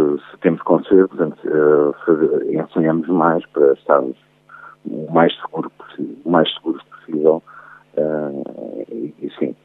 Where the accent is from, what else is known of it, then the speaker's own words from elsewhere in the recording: Lisbon, Portugal; Eu sou de Lisboa